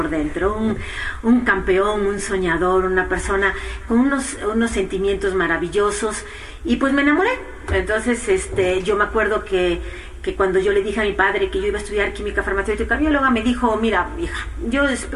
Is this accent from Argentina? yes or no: no; Spain; born there; yo nací en España